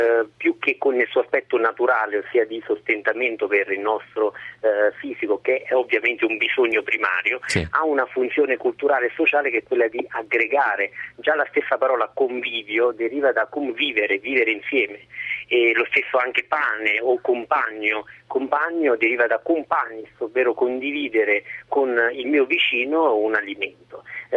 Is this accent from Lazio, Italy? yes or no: yes; Sora, Lazio, Italy; vicino Cassino, a Sora, la mia città natale.